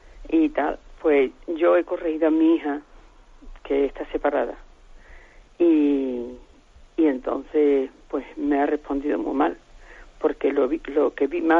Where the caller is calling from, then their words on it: Huelva, Andalusia, Spain; Mire, soy de Huelva.